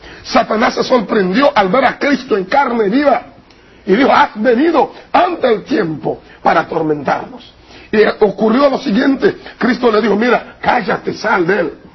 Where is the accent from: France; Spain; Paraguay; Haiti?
Haiti; De los zombies, cómo lo resucitan, lo puede cuidar Fenca en mi país.